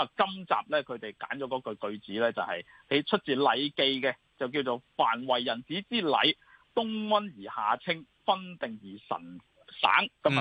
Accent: China; 我哋中國人咧好重視禮節啊！

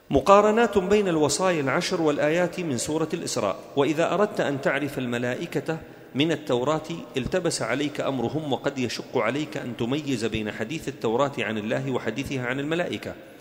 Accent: Da'el, Daraa Governorate, Syria; نحن قريتنا في درعا اسمها داعل، أصلها دائيل، يعني بيت الآلهة

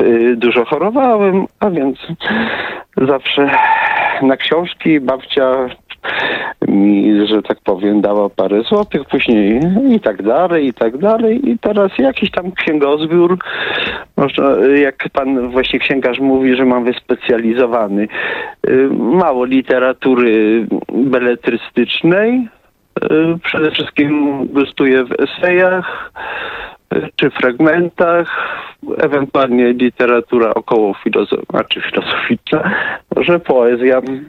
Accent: Iwonicz-Zdrój, Subcarpathian Voivodeship, Poland; bo właśnie u mnie w Iwolniczu-Zdroju zamknięto księgarnię.

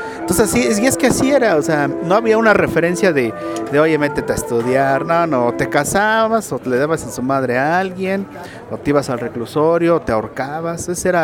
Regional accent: Tlalnepantla, State of Mexico, Mexico; Por decreto soy de aquí, del Distrito Federal. Aquí estoy finalmente registrado. Mi niñez me la pasé en Tlanepantla, ya en la colonia La Presa. Y de ahí a varios lugares, hasta caer a Pachuca, Tizayuca, Ciudad Neza.

